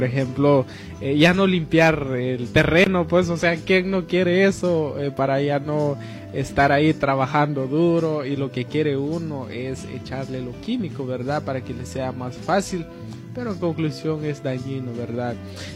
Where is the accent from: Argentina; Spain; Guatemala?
Guatemala; creo que ella sabe más que nosotros siendo guatemaltecos